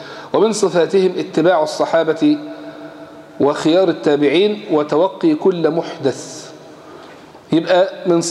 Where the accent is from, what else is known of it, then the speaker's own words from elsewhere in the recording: Egypt; اسهل حاجة عندنا في مصر يقول يا شيخ